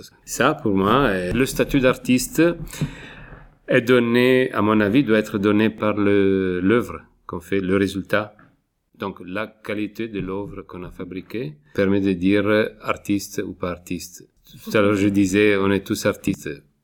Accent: Italy; En Italie, je suis italien, ce problème est arrivé au niveau de la politique.

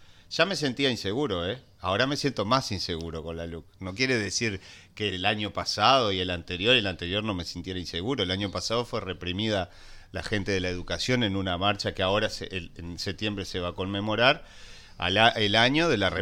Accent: Uruguay; en Uruguay, en este país, todos somos uruguayos

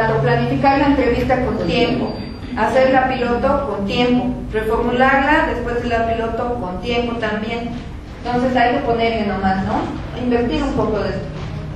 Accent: La Paz, Bolivia; soy boliviana, soy paseña, socióloga

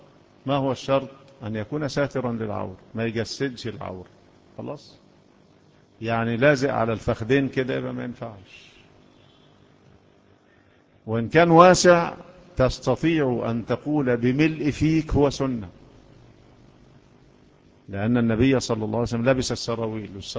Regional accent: Egypt; احنا مصريين، ايوه احنا مصريين، مصريين،

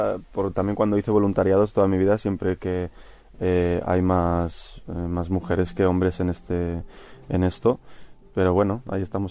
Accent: Bilbao, Basque Country, Spain; Yo soy vasco, soy de Bilbao

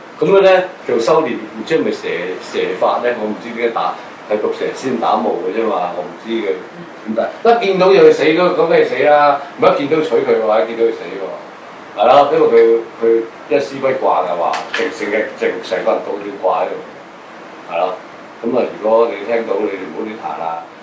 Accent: China; 有可能所謂我哋中國人所講魂魄都唔齊啊。

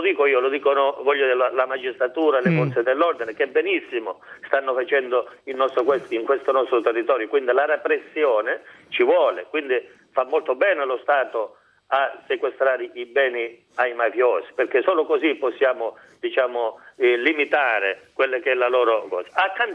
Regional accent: Isola di Capo Rizzuto, Calabria, Italy; almeno parlo perché io sono di Isola, non è solo mafia.

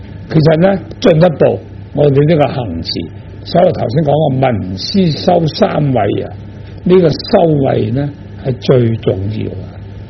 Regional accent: China; 我们中国人

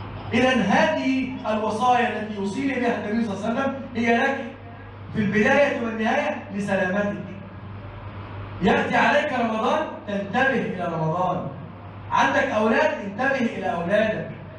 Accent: Egypt; اللهم احفظ بلدنا مصر وسائر بلاد المسلمين.

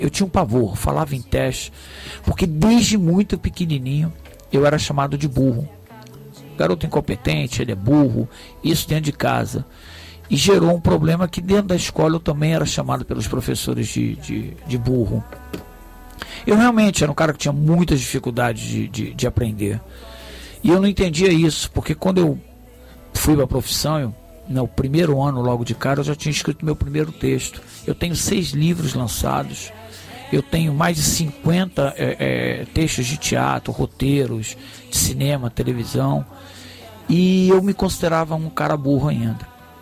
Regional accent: Rio de Janeiro, Brazil; Eu sou tijucano, mas moro há 30 anos em Jacarepaguá.

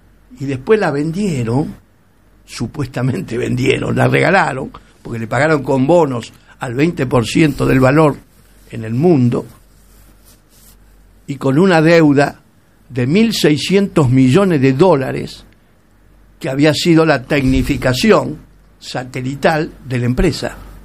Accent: Argentina; Si yo soy argentino

